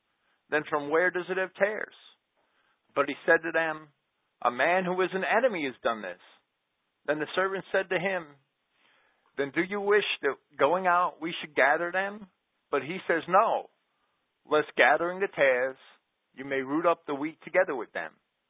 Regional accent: Jersey City, New Jersey, United States; Well, I grew up with them. I grew up in Jersey City, right in the middle.

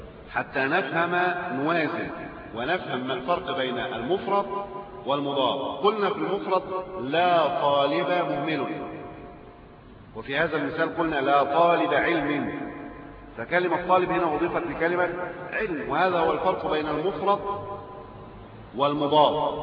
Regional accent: Egypt

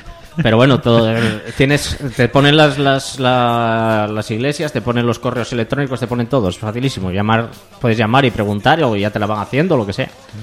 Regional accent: Gijón, Asturias, Spain; No, soy de Gijón. Ah, no estás muy lejos.

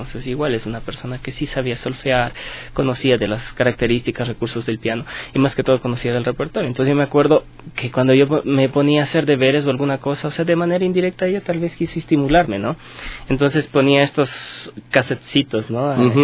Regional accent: Ambato, Tungurahua, Ecuador; en Ciudad de Ambato, de donde yo vengo

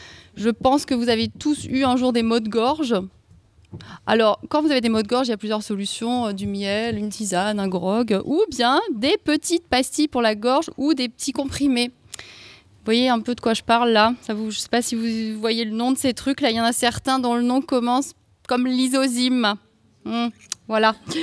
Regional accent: Grand Est, France; Fallait que je le dise parce que je viens d'Alsace

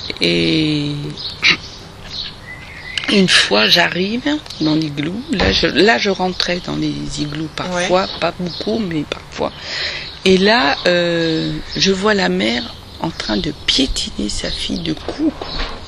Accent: eastern France, France; moi, je viens de l'Est de la France. Et le village de mes grands-parents a été démoli, puisque c'était en Moselle

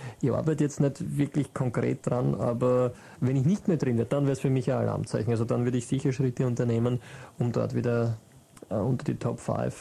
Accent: Mödling, Lower Austria, Austria; Ich bin in Brunn am Gebüsch nicht aufgewachsen, aber ich kenne es vom Durchfahren. Ich bin in Mödling, also am Rand von Mödling

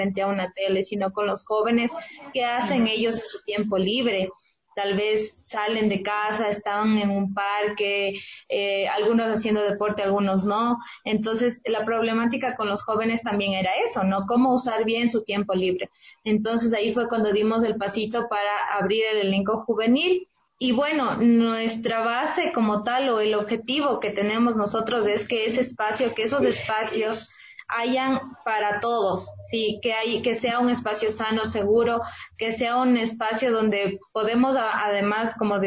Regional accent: Ecuador; lo que nosotros somos y tenemos como ecuatorianos

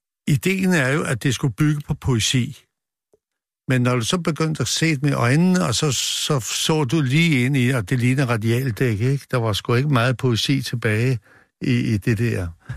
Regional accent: Copenhagen, Capital Region of Denmark, Denmark; og jeg kommer fra Nørrebro

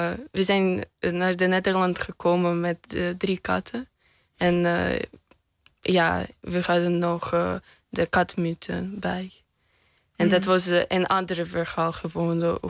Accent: Russia; Dutch is a second language; En als ik zeg, ja, ik kom uit Rusland

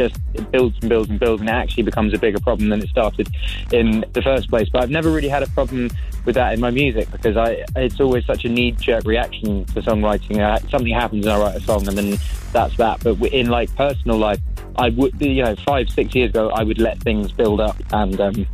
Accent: England, United Kingdom; I'm English

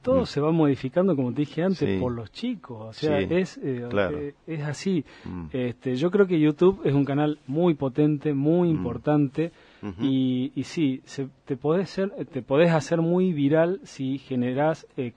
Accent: Jujuy, Argentina; Sí, en Jujuy me dedicaba mucho al turismo también

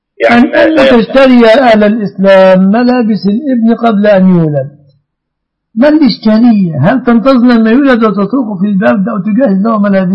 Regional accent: Egypt; أهنا كمصريين

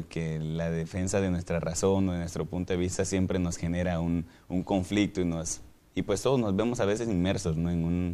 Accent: Cárdenas, Tabasco, Mexico; soy de Cárdenas, Tabasco y estudio licenciatura en teología.

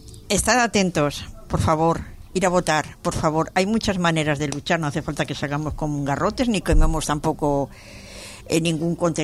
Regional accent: Barcelona, Catalonia, Spain; born there; Yo soy catalana, ¿eh? Nací en Barcelona.

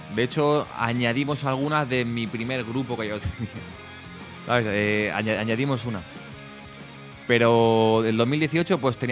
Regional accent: Móstoles, Community of Madrid, Spain; porque nosotros somos de la zona sur, somos de Móstoles, de Alcorcón y así

